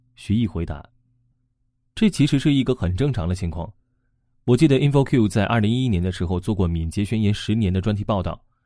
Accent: China; 作为中国人，我们可以回想一下自己的成长经历，尤其是中学时代

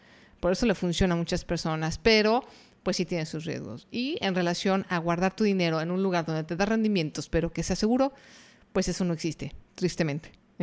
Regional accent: Mexico; por lo menos en mi país, que es México, no existe.

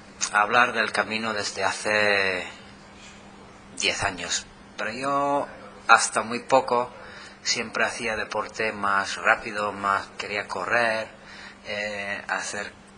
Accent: Canada; now in Málaga, Spain; yo vivo en Málaga, soy canadiense de origen. Y bueno, ahora Málaga, 8 años en Málaga.

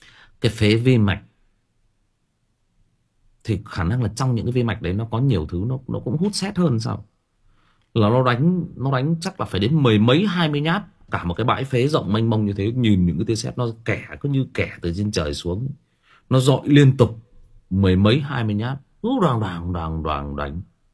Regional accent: Thai Nguyen, Vietnam; tôi sinh ra và lớn lên ở Thái Nguyên. Tôi sinh ra và lớn lên Thái Nguyên thì cũng chia sẻ với anh em rằng là chỗ tôi nó có rất nhiều mỏ.

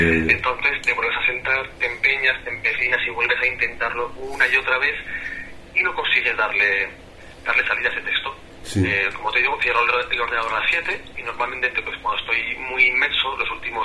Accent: La Roca, Aragon, Spain; me voy a mi pueblo, a La Roca, que está en la provincia de Zaragoza, es un pueblo muy bonito.

